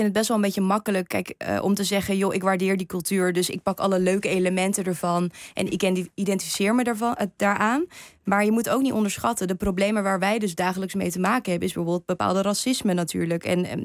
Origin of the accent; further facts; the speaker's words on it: Japan; als ik zei dat ik uit Japan kwam.